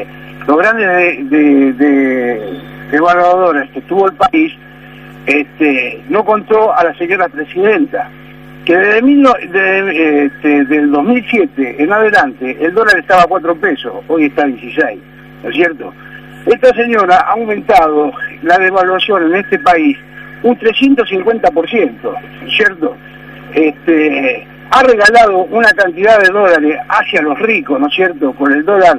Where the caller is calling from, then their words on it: Morón, Buenos Aires Province, Argentina; soy de Morón.